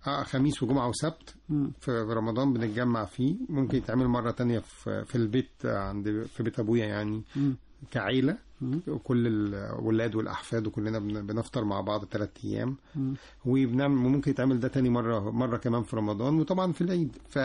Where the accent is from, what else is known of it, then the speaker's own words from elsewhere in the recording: Birket el Sab, Monufia Governorate, Egypt; أنا من المنوفية.